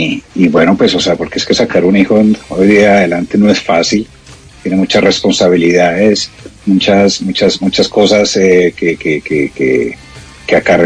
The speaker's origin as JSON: {"language": "Spanish", "region": "Bogotá", "country": "Colombia", "said": "no, una costeña, pues no creo, pues porque yo soy cachaco."}